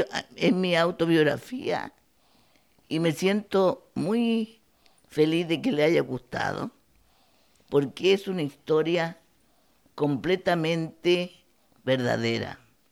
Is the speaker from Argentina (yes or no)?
no; Osorno, Los Lagos, Chile; Yo soy de Chile, de una provincia del sur de Chile, de Osorno.